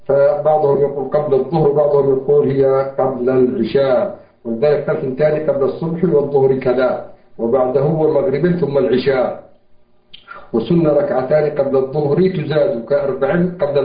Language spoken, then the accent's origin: Arabic; Yemen; في كل مسجد عندنا في اليمن، في أماكن كثيرة